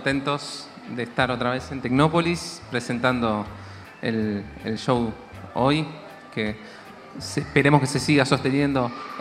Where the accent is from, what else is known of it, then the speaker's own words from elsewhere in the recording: Buenos Aires, Argentina; Siendo porteños, recorrer todo el país es algo muy, muy impresionante.